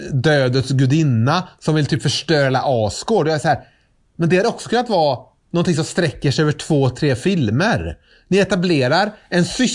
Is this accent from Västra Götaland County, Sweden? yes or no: yes; Trollhättan, Västra Götaland County, Sweden; Så jag var hemma nu i Trollhättan, där jag är ifrån, där mamma bor, över påsk.